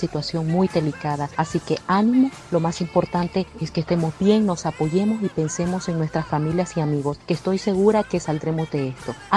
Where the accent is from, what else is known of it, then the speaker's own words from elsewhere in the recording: Nicaragua; de Nicaragua.